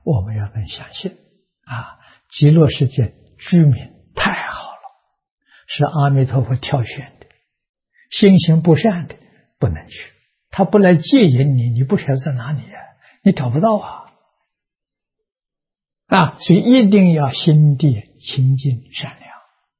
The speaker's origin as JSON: {"language": "Chinese", "country": "China", "said": "这是我们中国人讲的沧海桑田啊，风水轮流转了。"}